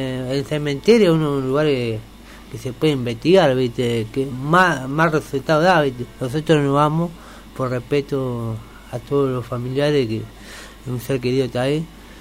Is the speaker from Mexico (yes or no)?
no; Chile; yo vengo de Chile